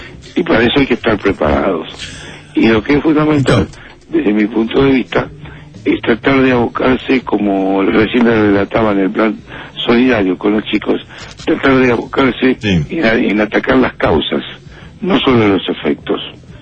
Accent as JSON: {"language": "Spanish", "town": "Lobos", "region": "Buenos Aires Province", "country": "Argentina", "tie": "born there", "said": "yo soy nacido en Lobos."}